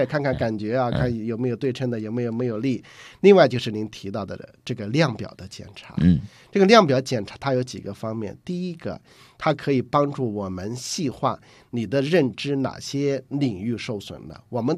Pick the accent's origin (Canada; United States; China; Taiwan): China; 我们中国人都不认识